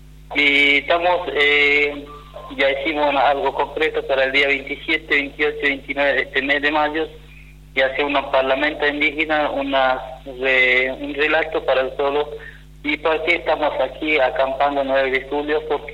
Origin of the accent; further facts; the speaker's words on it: Formosa, Argentina; somos de Formosa